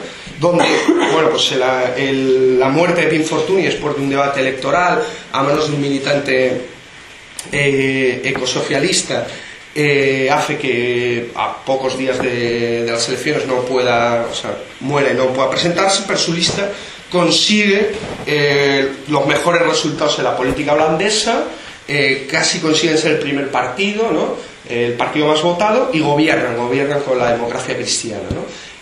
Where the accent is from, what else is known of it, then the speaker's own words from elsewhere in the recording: Spain; se me ocurre decir que soy español, ¿no? No, yo soy turista español y tal.